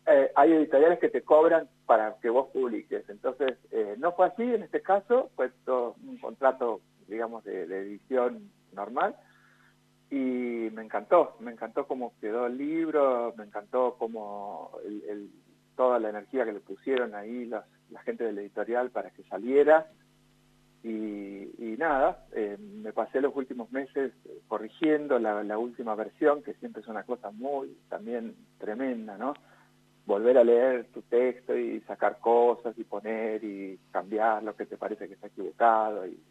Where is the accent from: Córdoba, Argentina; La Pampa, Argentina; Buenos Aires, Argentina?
La Pampa, Argentina; Ingeniero Luiggi; now in General Pico, Argentina; lo presenté en Ingeniero Luigi hace 2 semanas, que es mi pueblo natal